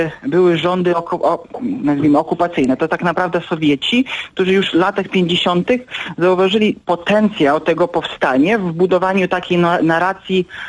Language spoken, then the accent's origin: Polish; Lithuania; ja jako Litwin, który uważa, że stosunki polsko-litewskie są już na dobrej drodze od wielu, wielu lat